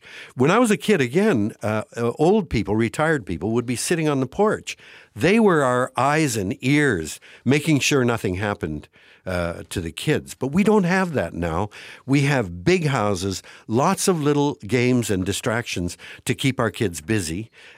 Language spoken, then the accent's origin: English; London, Ontario, Canada; I grew up in London, Ontario, and we had six of us living in a house of less than 1,000 square feet.